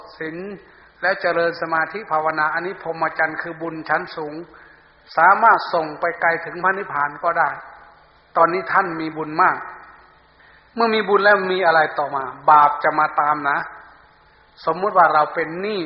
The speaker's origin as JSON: {"language": "Thai", "region": "Sakon Nakhon", "country": "Thailand", "said": "ผมอยู่สกลนครครับ"}